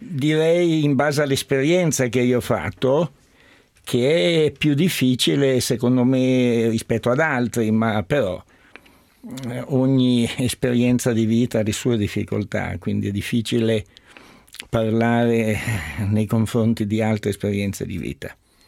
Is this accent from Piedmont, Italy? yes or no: yes; Turin, Piedmont, Italy; born there; è una famiglia sefardita la mia, che poi all'inizio del secolo si era trasferita a Torino. E già mio padre era nato a Torino e quindi anch'io sono nato a Torino.